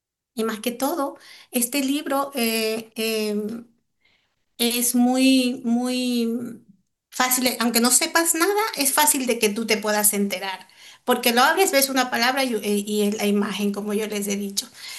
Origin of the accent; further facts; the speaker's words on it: Ecuador; now in Spain; Soy ecuatoriana y vivo aquí en España 25 años, que es la le considero mi segunda patria.